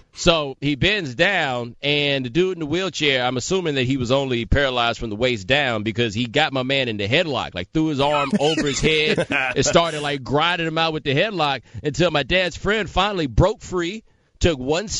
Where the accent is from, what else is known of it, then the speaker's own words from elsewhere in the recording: Texas, United States; I grew up in Texas. I went to school in a town with 1,500 people.